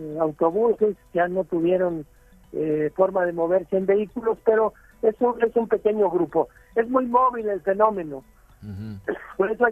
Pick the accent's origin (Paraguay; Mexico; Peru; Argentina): Mexico; un enemigo formidable que somos los mexicanos, ¿no?